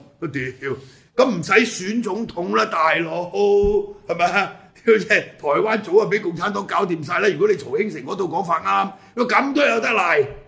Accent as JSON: {"language": "Cantonese", "country": "Hong Kong", "said": "但我哋香港人而家俾佢搞到雞毛鴨血"}